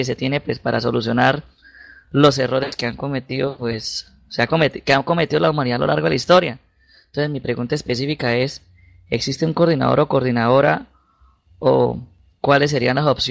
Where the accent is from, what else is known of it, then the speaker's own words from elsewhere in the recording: Cúcuta, Norte de Santander, Colombia; Yo soy de Norte de Santander, específicamente de la ciudad de Cúcuta.